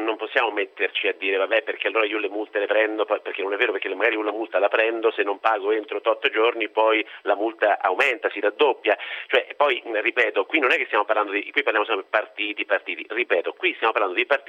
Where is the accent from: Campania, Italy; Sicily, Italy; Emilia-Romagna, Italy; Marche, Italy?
Marche, Italy; Fabriano; sono di Fabriano, vicino, c'è San Francesco d'Assisi